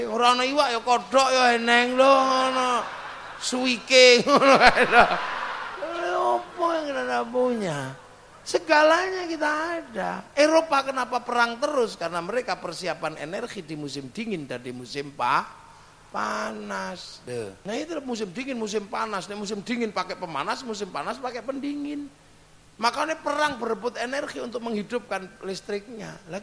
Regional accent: Indonesia; kita orang Indo.

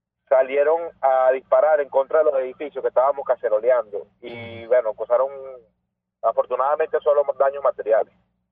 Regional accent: Caracas, Capital District, Venezuela; yo soy de Pregonal, de Katia.

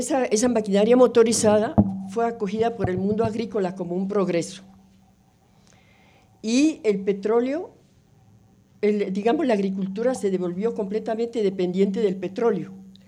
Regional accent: Zipaquirá, Cundinamarca, Colombia; also born or lived in France; yo nací en Zipaquirá, me crié en la vereda de Pajarito, viví con todos los animales posibles, gatos, marranos, vacas, chivos, perros, gatos, etc.

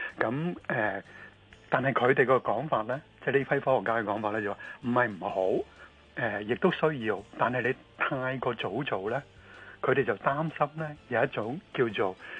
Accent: Hong Kong; 我哋香港人

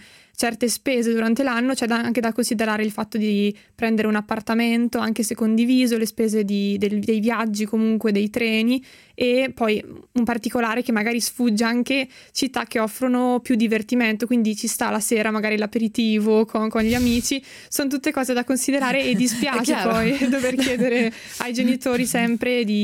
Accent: Cremona, Lombardy, Italy; perché io sono di Cremona, che è una città piccola di provincia

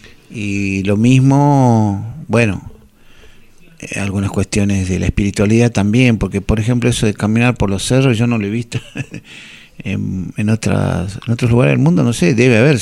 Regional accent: Jujuy, Argentina; yo soy de Jujuy, pero mi familia toda viene de Bolivia y de Perú o alguna parte, que nunca sabré bien todo, pero fueron bajando

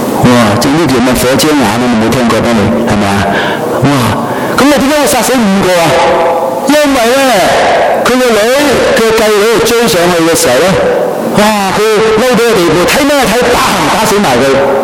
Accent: Hong Kong; now in Canada; 提醒我哋香港人，提醒埋我哋加拿大人，提醒埋我哋基督徒啊

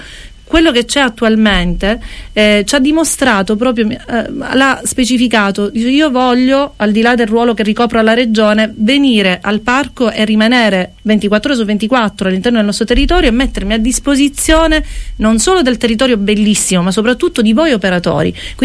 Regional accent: Sicily, Italy; now in Cefalù, Italy; a Cefalù da 13, altri 7 insomma li ho fatti sulle Madonie, perché io vengo da Polizia, anche se ora mi sento cefaludese a tutti gli effetti.

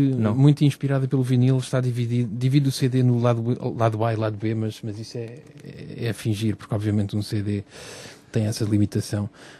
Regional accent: Lisbon, Portugal; born there; moved away; porque nasci em Lisboa. Mas depois de muitos anos lá fora

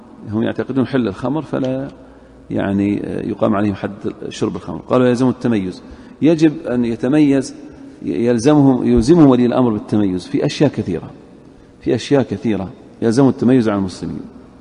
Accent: Saudi Arabia; أهل الذمة اللي في عندنا في السعودية الآن

